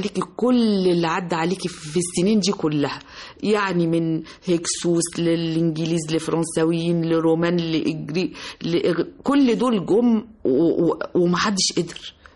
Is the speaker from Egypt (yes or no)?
yes; Egypt; احنا التعليم في عندنا في مصر مش وحش، مش للدرجة دي